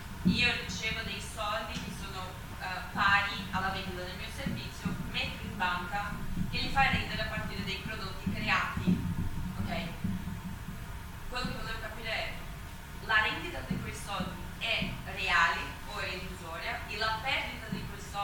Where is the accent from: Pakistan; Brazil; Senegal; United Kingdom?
Brazil; Io sono brasiliana, quindi faccio un po' fatica a descrivere il mio lavoro.